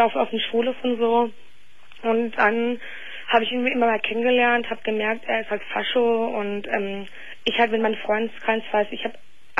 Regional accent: Germany; Nee, ich bin Deutsche.

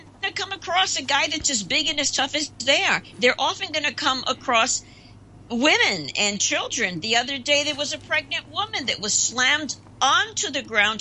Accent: New York City, New York, United States; We're both from New York City, and we've watched it happen.

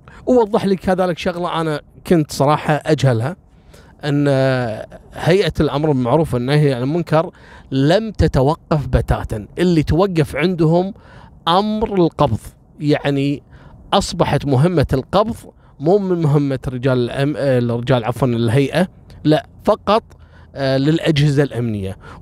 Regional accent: Kuwait; إن إحنا يعني كويتيين وجايين بسفر

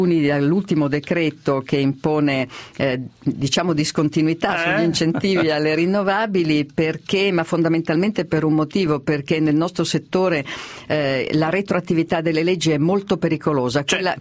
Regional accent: Milan, Lombardy, Italy; Mi piacerebbe molto, sono milanese.

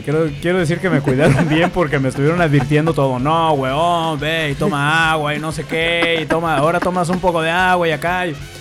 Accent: Guadalajara, Jalisco, Mexico; como yo soy tapatío, el tapatío es el gentilicio de la gente de Guadalajara, México

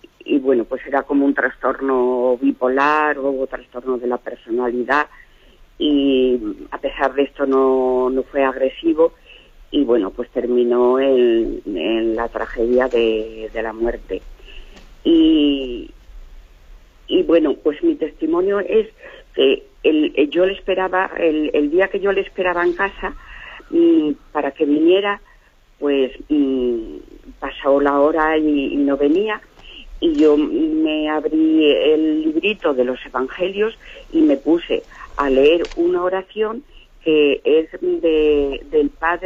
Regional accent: Toledo, Castilla-La Mancha, Spain; Mire, soy una señora de Toledo

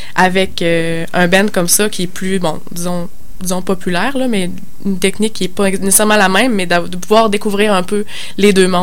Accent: Lévis, Quebec, Canada; C'est un peu la même chose pour moi, en fait, sauf que j'ai grandi à Lévis.

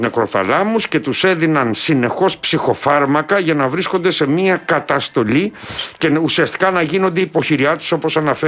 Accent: Patras, Western Greece, Greece; εκεί στην πατρίδα μου, στην Πάτρα.

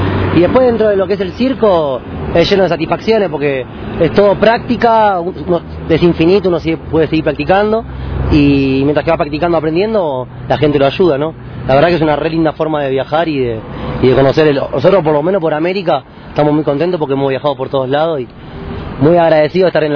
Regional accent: Bernal, Buenos Aires Province, Argentina; Soy de Bernal, al sur de la capital de Buenos Aires.

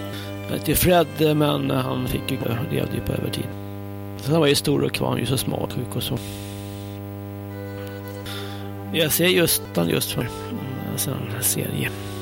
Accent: Stockholm, Stockholm County, Sweden; born there; Imorgon är det 60 år sedan jag föddes på SÖS i Stockholm och så.

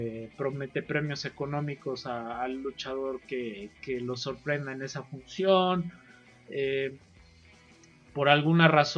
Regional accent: Mexico; para nosotros como mexicanos

